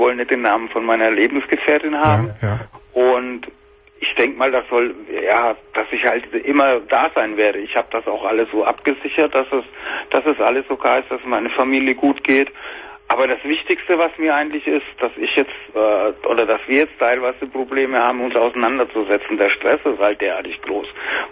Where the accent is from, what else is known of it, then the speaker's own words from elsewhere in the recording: Bavaria, Germany; ich komme aus Bayern.